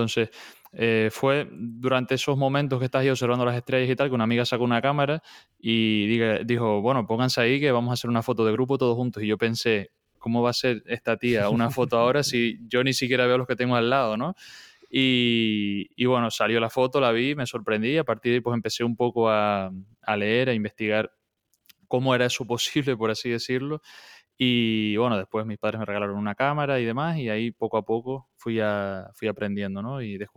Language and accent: Spanish; Fuencaliente, Canary Islands, Spain; Concretamente soy del sur, de Fuencaliente, una zona también muy conocida por, ahora que está tan de actualidad ese tema, por sus volcanes y demás.